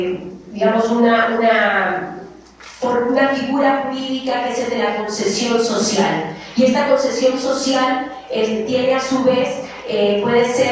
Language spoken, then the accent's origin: Spanish; Oaxaca, Mexico; En el caso de México, y específicamente de donde yo vengo, en Oaxaca